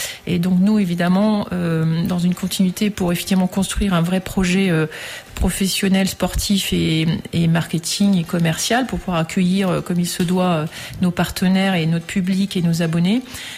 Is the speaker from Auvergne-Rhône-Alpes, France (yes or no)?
no; Sélestat, Grand Est, France; moi, je suis alsacienne, je suis de Célestat, qui est un peu le temple.